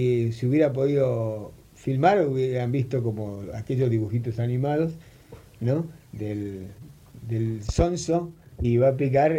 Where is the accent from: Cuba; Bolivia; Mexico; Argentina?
Argentina; Buenos Aires; Y de Parque Patricio.